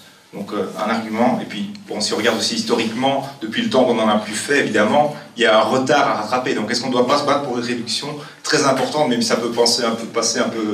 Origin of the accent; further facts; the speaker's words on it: Liège, Wallonia, Belgium; moi je viens de Liège